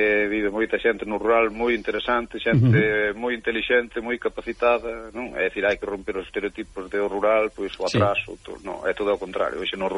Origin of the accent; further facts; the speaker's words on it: Chantada, Galicia, Spain; é o primeiro que digo son de Chantada, para que a xente visite Chantada, non?